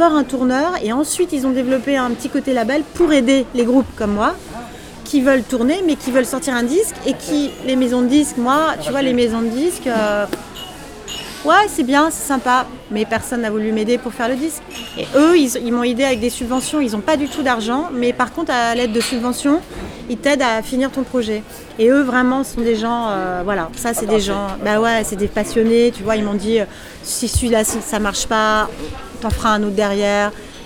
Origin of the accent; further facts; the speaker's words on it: Paris, Île-de-France, France; born there; je suis née à Paris, j'aime être à Paris.